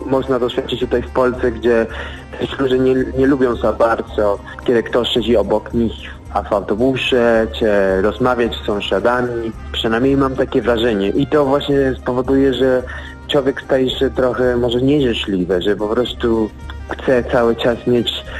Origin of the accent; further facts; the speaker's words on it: Mexico; Polish is a second language; Ponieważ ja właśnie, żeby porównywać trochę, no jako Meksykaninem, to u mnie wygląda troszeczkę inaczej.